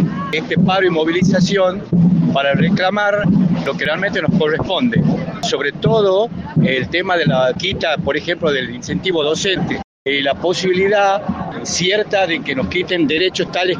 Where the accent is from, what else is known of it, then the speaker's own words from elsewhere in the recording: Tucumán, Argentina; Y nosotros venimos de una provincia, de Tucumán